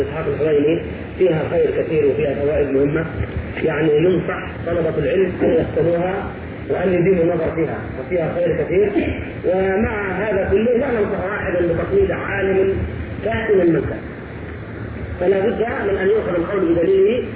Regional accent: Egypt; يعني انه مصري وانا مصري

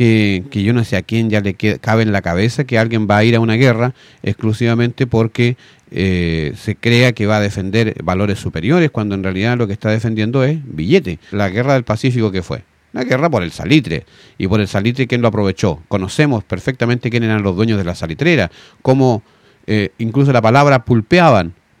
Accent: Chile; nosotros podemos reunirnos como identidad chilena, porque efectivamente tenemos cosas que nos identifican, con las cuales nacemos muchas veces

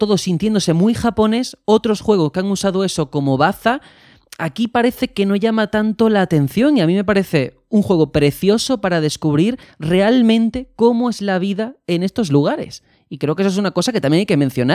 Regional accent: Algeciras, Andalusia, Spain; yo que vengo de la costa de Algeciras

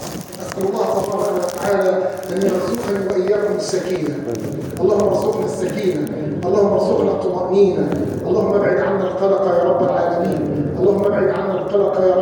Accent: Egypt; اللهم احفظ بلادنا مصر من الفتن

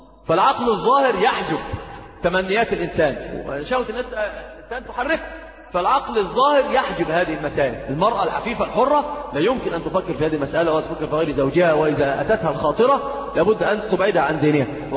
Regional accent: Egypt; عندنا في مصر كثير من يعني أنت تجد الصغير والكبير

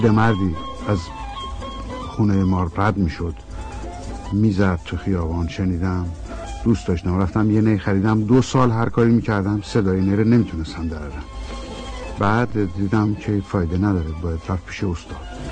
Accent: Isfahan, Iran; born there; در پاییز 1307 در شهر زیبا و تاریخی اصفهان در خانواده تاجر پیشه‌ای به دنیا آمدم.

